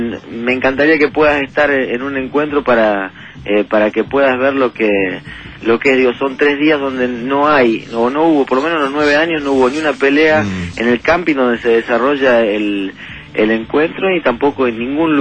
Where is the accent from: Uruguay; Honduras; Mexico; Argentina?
Argentina; Suardi, Santa Fe; Sí, soy de Suardi.